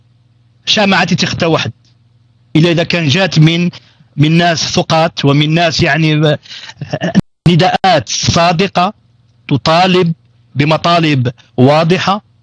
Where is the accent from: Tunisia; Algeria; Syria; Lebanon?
Algeria; حزب كان أو منظمة مجتمع المدني في بلدنا الجزائر